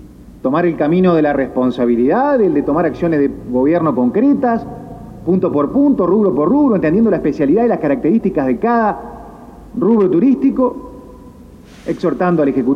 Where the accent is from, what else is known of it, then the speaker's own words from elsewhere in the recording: Maldonado, Uruguay; Somos de Maldonado